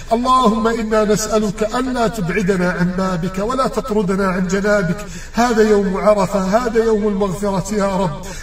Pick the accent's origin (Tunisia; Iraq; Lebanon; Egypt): Egypt; اللهم من أراد بلدنا مصر بسوء فأشغله بنفسه